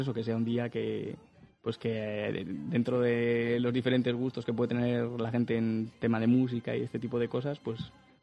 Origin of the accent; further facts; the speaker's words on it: Cantabria, Spain; todo lo que están haciendo al que nosotros podamos decidir como pueblo, como cántabros